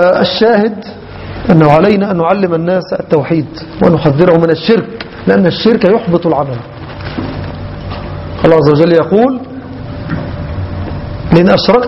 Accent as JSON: {"language": "Arabic", "country": "Egypt", "said": "كما يحدث عندنا في مصر وفي البلد الأخرى"}